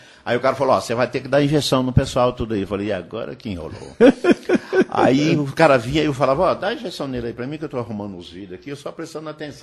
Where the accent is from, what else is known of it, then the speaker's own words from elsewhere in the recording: Salto da Divisa, Minas Gerais, Brazil; born there; Eu nasci em Salto da Divisa, eu sou baianeiro, né?